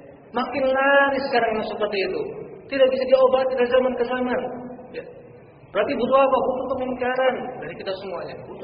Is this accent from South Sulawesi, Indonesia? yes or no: no; Purworejo, Central Java, Indonesia; sampai-sampai di kota saya juga, kota asal, Purworejo